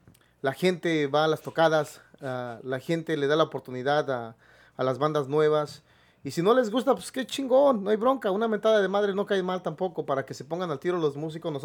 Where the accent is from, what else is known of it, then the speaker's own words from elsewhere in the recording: Mexico City, Mexico; yo la mitad de la infancia la pasé en el área de Xochimilco, Villacuapa... En el sur de la Ciudad de México, ahí enfrente del Estado Azteca. Ya después, más adelantito, ya nos fuimos a vivir a Valle de Chalco.